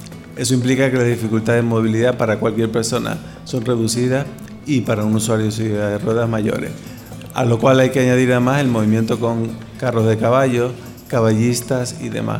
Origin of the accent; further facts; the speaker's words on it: Canary Islands, Spain; also born or lived in Seville; soy originario de Canarias, pero por circunstancias personales, académicas y profesionales, terminé en Sevilla durante una etapa de mi vida.